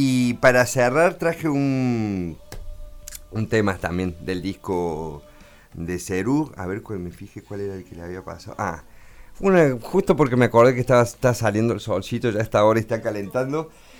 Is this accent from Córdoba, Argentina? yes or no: yes; Córdoba, Argentina; y lo critico yo siendo cordobés